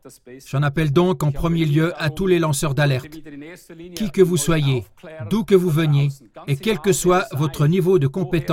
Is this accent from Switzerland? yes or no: yes; Switzerland; chez nous en Suisse, des doses de vaccins que nous avons payées